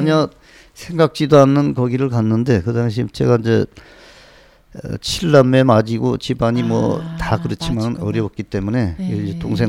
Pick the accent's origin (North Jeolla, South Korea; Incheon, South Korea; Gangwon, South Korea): North Jeolla, South Korea; 이제 초등학교, 중학교는 고향서 다녔습니다.